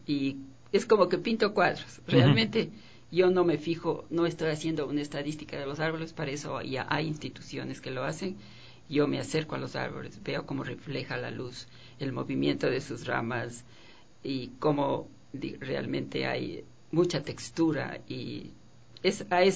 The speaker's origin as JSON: {"language": "Spanish", "town": "Quito", "region": "Pichincha", "country": "Ecuador", "tie": "born or raised there", "said": "Nacida en Quito y viví 30 años en La Mariscal, eso es importante decir"}